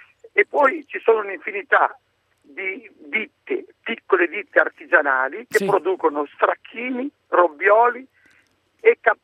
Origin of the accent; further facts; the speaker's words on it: Ballabio, Lombardy, Italy; io sono di Ballavio, praticamente il primo paese della Val Sassina.